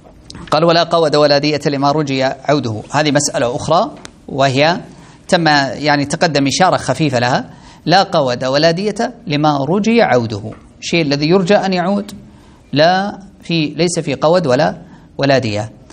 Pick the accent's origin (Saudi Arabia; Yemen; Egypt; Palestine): Saudi Arabia; القرارات القضائية عندنا في السعودية هنا